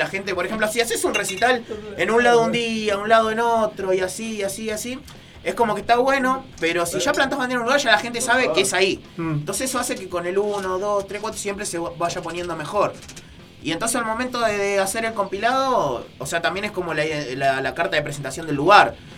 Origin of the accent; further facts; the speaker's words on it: Moreno, Buenos Aires Province, Argentina; como yo soy de Moreno, por una cuestión de facilidad